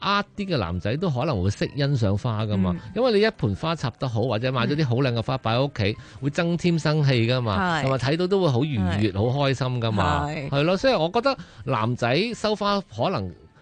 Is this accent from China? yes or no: yes; China; 我中国人又话鞋鞋声唔好嘛